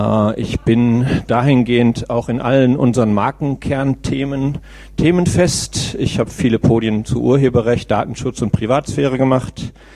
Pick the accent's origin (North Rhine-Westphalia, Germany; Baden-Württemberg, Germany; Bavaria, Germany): North Rhine-Westphalia, Germany; Velbert; now in Münster, Germany; Ja, ich bin in Velbert-Langenberg aufgewachsen.